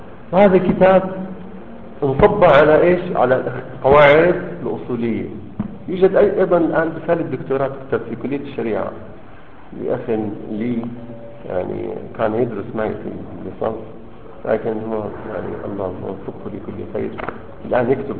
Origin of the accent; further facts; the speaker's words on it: Syria; كنا نحن الاثنين من سوريا